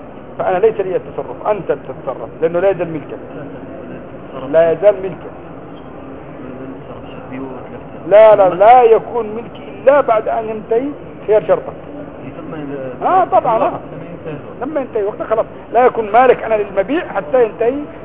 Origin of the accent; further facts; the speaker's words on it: Yemen; أنا يمني ما في عندنا الزيتون أصلا